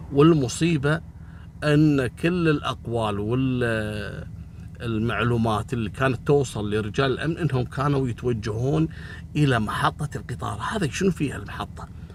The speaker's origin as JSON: {"language": "Arabic", "country": "Kuwait", "said": "هل أهل القرية هذول مثل عندنا في الكويت؟ إحنا هني عندنا مثلا إذا عدت الساعة 12 بالليل واضطريت انك تبي تشتري شيء"}